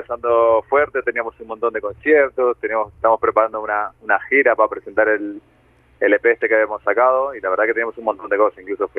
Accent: Argentina; moved away as an adult; now in Spain; Yo soy argentino.

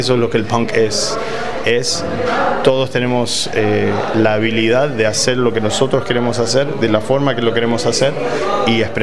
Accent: Argentina; accent: mixed with English, Mexican and Guatemalan; now in California, United States; yo cuando voy a Argentina me dicen, pero no, medio que tenés acento diferente, y sí, porque vivo en California, viste, tengo el acento mezclado con el inglés, con el mexicano, con el guatemalteco, con lo que sea, es obvio.

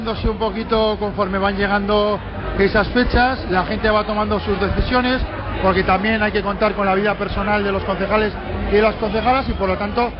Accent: Navarre, Spain; que prevalezca el estatus de Navarra tal y como está, siendo navarros, siendo españoles y siendo europeos

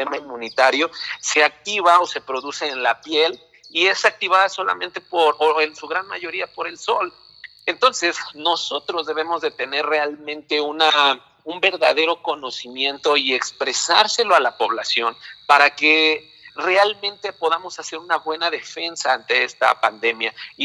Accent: Mexico; lo primero que nosotros debemos de tener como pueblo mexicano

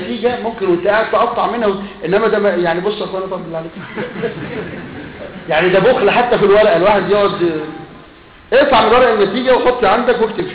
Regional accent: Upper Egypt, Egypt; أنا من الصعيد ولا توجد هناك قبور شرعية

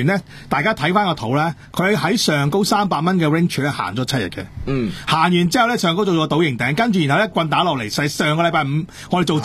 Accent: Hong Kong

